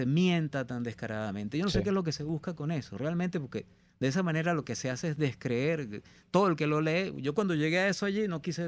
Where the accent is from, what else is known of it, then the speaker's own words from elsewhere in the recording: Guayana, Venezuela; yo soy de Guayana y la minería en Guayana ha estado toda la vida